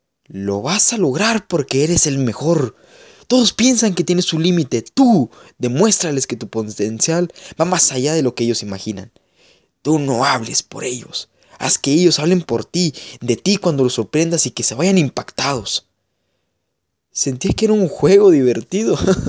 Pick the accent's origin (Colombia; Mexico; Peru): Mexico; si yo paso por su estatua todos los días en aquella glorieta, genéticamente estaba dentro de mí toda la información que como buen mexicano debía conocer al respecto.